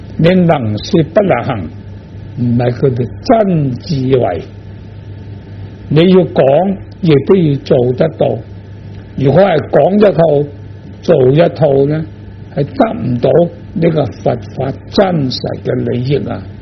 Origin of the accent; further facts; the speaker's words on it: China; 我们中国人